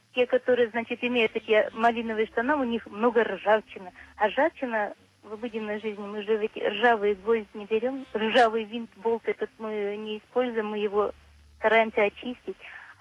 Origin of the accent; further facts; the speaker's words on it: Syktyvkar, Komi Republic, Russia; Я из Сыктывкара.